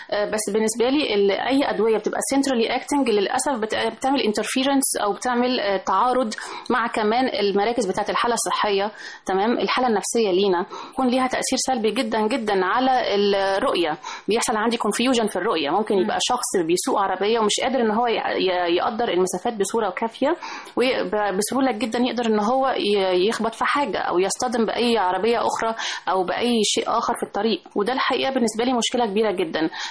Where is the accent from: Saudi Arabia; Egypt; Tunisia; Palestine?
Egypt; عندنا في مصر لسه بينزل حاجات